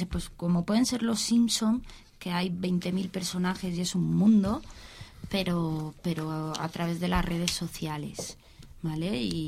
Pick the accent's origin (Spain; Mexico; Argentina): Spain; Alicante, Valencian Community; yo nací aquí en Juan 23, de pequeñita. Estuve hasta los 6 años en el primer sector, que ahora es Ciudad Elegida.